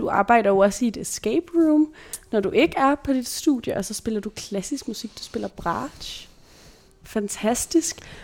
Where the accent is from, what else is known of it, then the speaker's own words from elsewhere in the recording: Brøndby, Capital Region of Denmark, Denmark; du bor faktisk lidt i grænselandet mellem sådan Brøndby, hvor jeg er vokset op faktisk